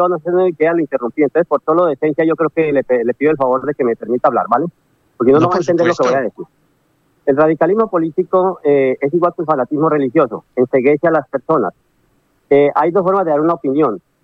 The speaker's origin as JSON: {"language": "Spanish", "country": "Colombia"}